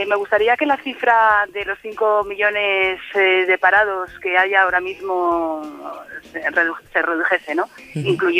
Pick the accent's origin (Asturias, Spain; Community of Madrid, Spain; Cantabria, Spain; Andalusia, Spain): Asturias, Spain; Oviedo; Sí. Soy de Oviedo.